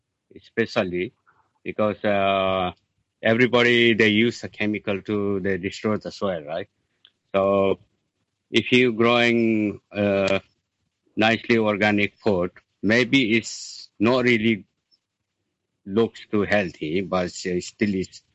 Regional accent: Assam, India; English is a second language; now in Hong Kong; I'm from India, from Assam.

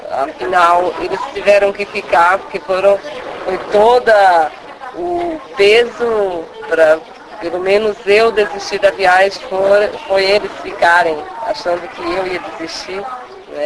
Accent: Northeast Region, Brazil; E para nós que viemos do Nordeste, do campo, nos amedrontou muito, buliu muito com a gente.

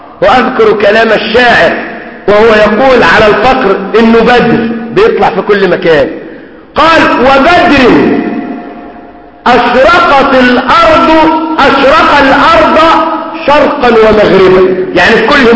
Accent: Egypt; اللي احنا بنسميها كمصريين اتكرع يعني

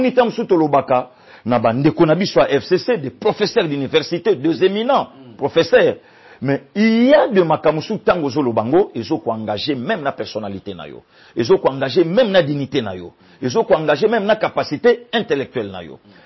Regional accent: Équateur, DR Congo; Oui, je suis de l'Équateur.

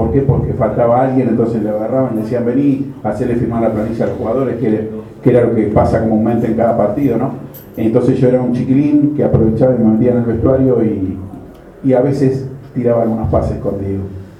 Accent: Buenos Aires, Argentina; Yo soy nacido en La Paternal, nací en el año 73, mis viejos eran hinchas argentinos

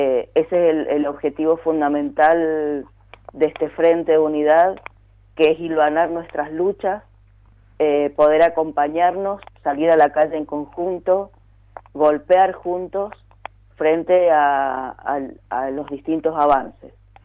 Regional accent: Mendoza, Argentina; tenemos que salir como pueblo mendocino en su conjunto a rechazarla

